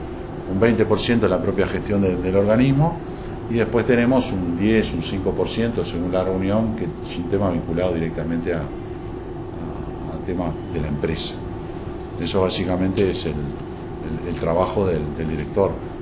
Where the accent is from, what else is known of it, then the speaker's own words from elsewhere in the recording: Uruguay; cómo es nuestro país o cómo somos los uruguayos